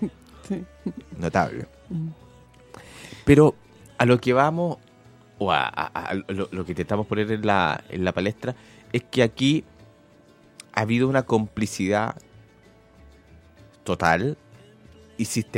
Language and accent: Spanish; Argentina; Yo me crié en la Argentina porque me salvaron.